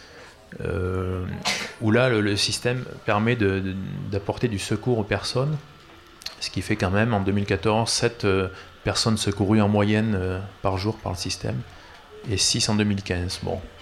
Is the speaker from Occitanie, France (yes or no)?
yes; Toulouse, Occitanie, France; moi je suis toulousain